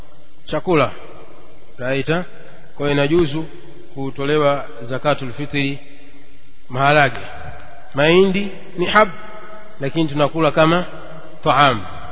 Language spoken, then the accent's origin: Swahili; Kigoma, Tanzania; ama ziko sehemu zingine kama nyumbani kwetu Kigoma ni ugali, unga raita.